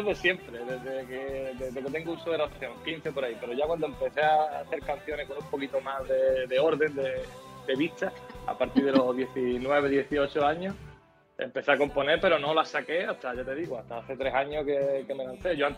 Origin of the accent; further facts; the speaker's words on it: Álora, Andalusia, Spain; soy de Álora, de Málaga, el pueblecito de aquí de Málaga.